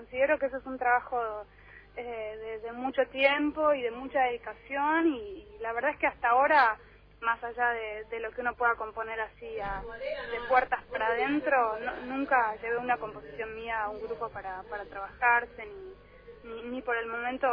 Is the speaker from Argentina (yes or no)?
yes; Buenos Aires, Argentina; yo soy súper porteña y soy de una familia que nada tiene que ver con las provincias del norte del país, ni nada parecido